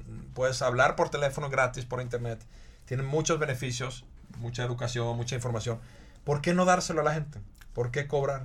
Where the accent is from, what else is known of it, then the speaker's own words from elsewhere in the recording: Finland; Spanish is a second language; Y yo creo que en mi país, en Finlandia, en nuestro país, la situación podría estar mucho peor.